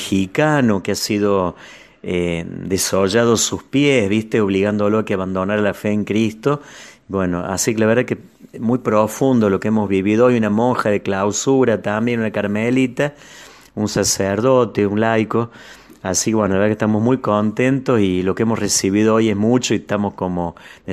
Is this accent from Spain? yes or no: no; La Calera, Córdoba, Argentina; Sí, yo traía de mi pueblo de La Calera peperina